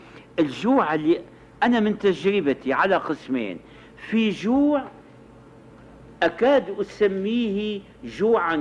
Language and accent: Arabic; Damascus, Syria; جربها ناس كثيرون عندنا في الشام